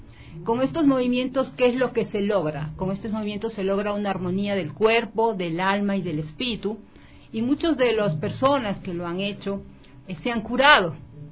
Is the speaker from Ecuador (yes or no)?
yes; Guayaquil, Guayas, Ecuador; yo me crié en la costa, en Guayaquil, por eso considero que soy 100% producto ecuatoriano. Mis padres son de Quito y de Riobamba, mis abuelos son de Chone, entonces yo no puedo decir que no soy ecuatoriano, soy 100% ecuatoriano